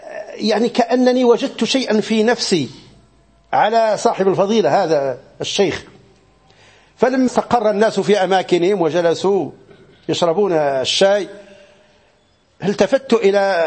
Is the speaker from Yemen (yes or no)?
no; Morocco; في بعض المناطق عندنا في المغرب